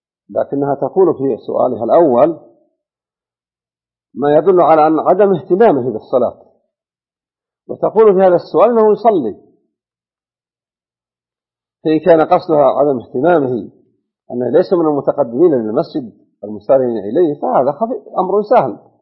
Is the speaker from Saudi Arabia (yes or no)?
yes; Najd, Saudi Arabia; فإنه عندنا في نجد يختار له ليلة الجمعة من رمضان